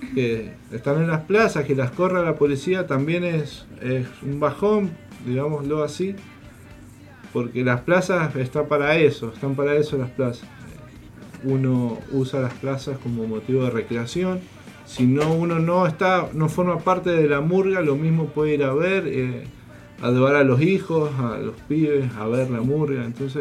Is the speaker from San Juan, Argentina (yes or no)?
yes; San Juan, Argentina; si somos los artistas sanjuaninos. Somos los actores culturales de la provincia